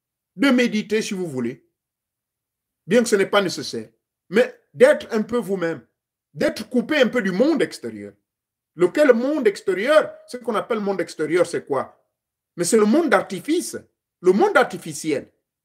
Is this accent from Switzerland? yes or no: no; Gabon; Chez moi au Gabon